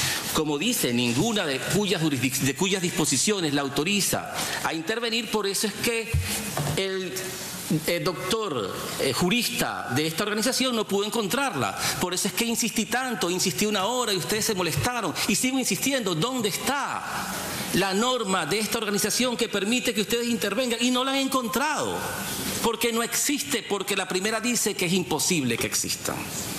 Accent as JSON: {"language": "Spanish", "country": "Venezuela", "said": "que yo debo ser como venezolano más leal a mi Constitución"}